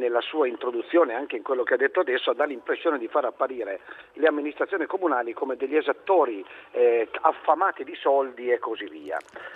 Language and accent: Italian; Piedmont, Italy; quando io attraverso il mio paese della Val di Susa